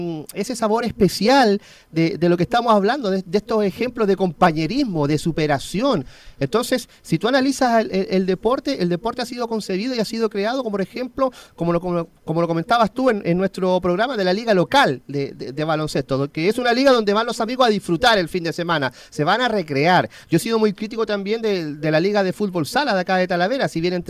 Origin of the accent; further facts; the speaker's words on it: Chile; para preguntarme por el tema y opinión como chileno